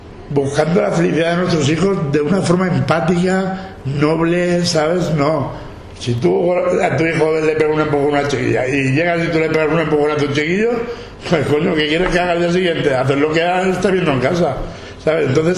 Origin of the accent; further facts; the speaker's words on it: Valencian Community, Spain; mi pueblo estaba bajo el agua. Paiporta, Sedaví, Alfafar, Catarroja, Masanasa, Parque Alcosa, Albal, Torrente, Picaña.